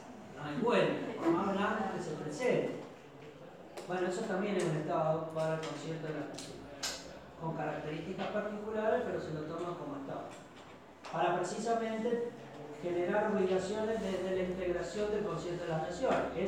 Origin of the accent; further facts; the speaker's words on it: Argentina; De todas maneras, como los argentinos somos vivos, y aquella generación de abogados sabía